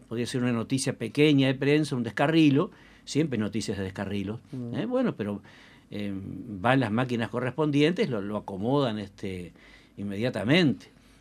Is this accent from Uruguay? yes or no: yes; Uruguay; Porque somos uruguayos, nos da vergüenza.